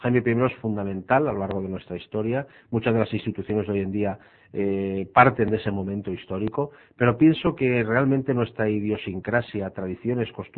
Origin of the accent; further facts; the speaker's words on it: Valencian Community, Spain; ha vuelto a resurgir realmente lo que somos los valencianos en términos generales.